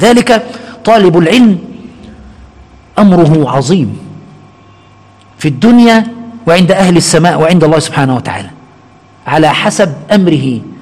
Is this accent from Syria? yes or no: no; Egypt; عندنا في مصر وفي غالب الدول يعني